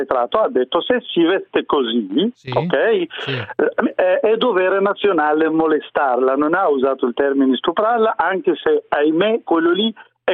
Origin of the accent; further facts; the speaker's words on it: Morocco; No, io sono marocchino.